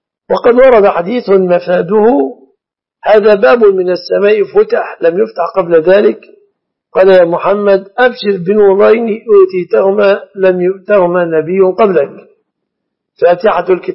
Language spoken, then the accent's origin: Arabic; Egypt; فالناس الآن لا يأكلون الشعير في بلادنا مصر